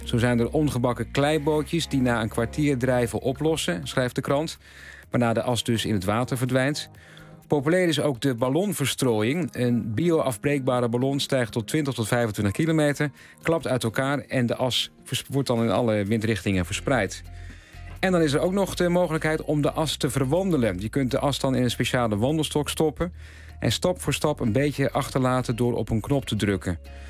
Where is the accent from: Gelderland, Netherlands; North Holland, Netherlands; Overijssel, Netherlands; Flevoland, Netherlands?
Overijssel, Netherlands; ik kom dan niet uit Zeeland, maar uit Overijssel.